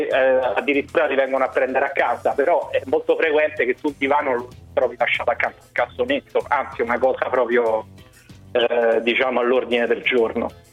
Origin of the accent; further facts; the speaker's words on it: Rome, Lazio, Italy; Sono romano, per cui parlo anche con cognizione di causa.